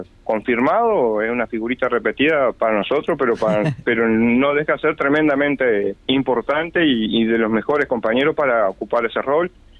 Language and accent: Spanish; Paso de los Toros, Tacuarembó, Uruguay; moved away; Paso de los Toros.